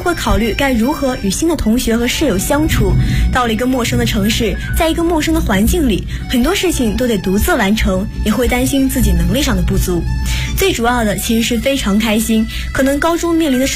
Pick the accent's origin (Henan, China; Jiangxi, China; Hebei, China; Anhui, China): Anhui, China; Ma'anshan; 也是四川传媒学院的201系级的大一新生